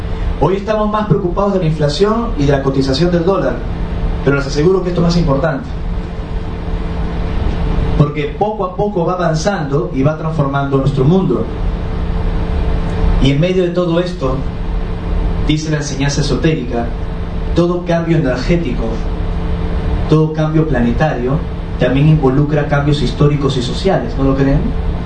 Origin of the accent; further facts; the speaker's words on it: Lima, Peru; born there; Yo nací en Lima, en Perú, que es una sociedad muy conservadora. Estudié en los Hermanos Maristas. Es un colegio católico, apostólico, ortodoxo, cuadriculado, simétrico y romano.